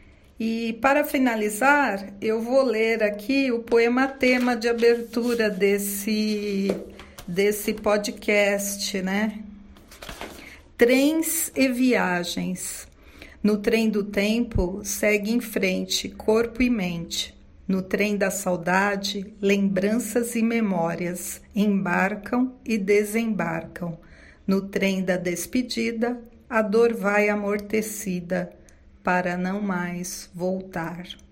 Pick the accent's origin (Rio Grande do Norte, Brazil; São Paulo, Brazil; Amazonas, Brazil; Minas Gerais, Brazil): São Paulo, Brazil; nasci em São Paulo, capital. Sou filha de nordestinos, com muito orgulho. Meus pais eram baianos. Moro na zona leste dessa mega cidade desde que nasci.